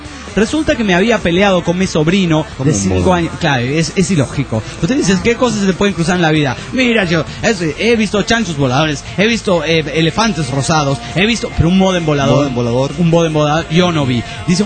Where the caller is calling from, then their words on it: Coronel Suárez, Buenos Aires Province, Argentina; Soy de Coronel Suárez, provincia de Buenos Aires, Argentina.